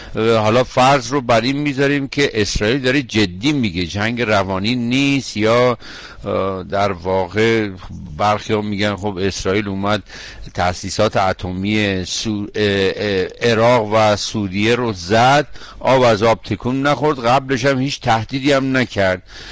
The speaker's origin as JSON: {"language": "Persian", "country": "Iran", "said": "ما به عنوان یه ایرانی، یک شهروند ایرانی"}